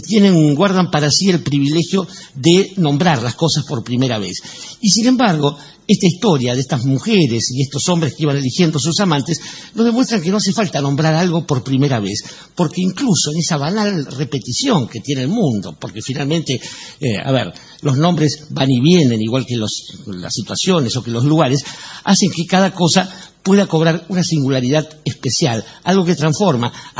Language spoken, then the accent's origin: Spanish; Venezuela; lo sabe cualquier paisano como nosotros venezolanos